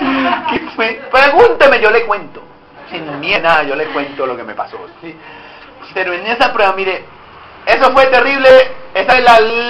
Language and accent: Spanish; Puerto Colombia, Atlántico, Colombia; Yo fui criado allá en Puerto Colombia.